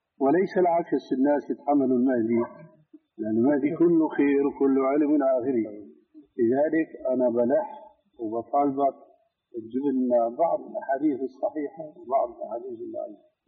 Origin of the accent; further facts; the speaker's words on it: Damascus, Damascus Governorate, Syria; قال لي ناس عندنا في دمشق